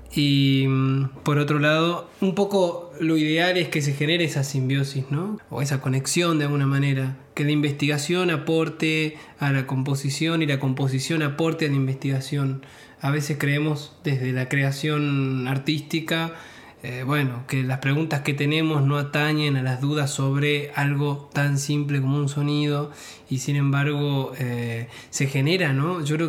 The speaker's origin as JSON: {"language": "Spanish", "town": "Tartagal", "region": "Salta", "country": "Argentina", "tie": "born or raised there", "lives_now": "Salta, Argentina", "said": "Yo soy oriundo de Tartagal y vivo en Salta, bueno, ya hace muchos años"}